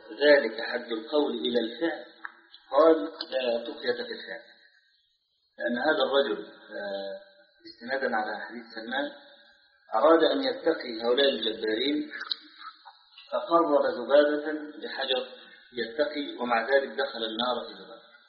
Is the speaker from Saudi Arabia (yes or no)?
no; Egypt; وهنا بعض الشباب عندنا في مصر نشر رسالة